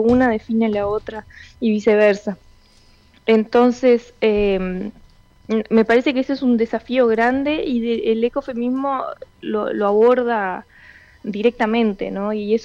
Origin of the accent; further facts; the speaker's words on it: Montevideo, Uruguay; now in Salto, Uruguay; Yo soy de Montevideo y me acabo de mudar a Salto.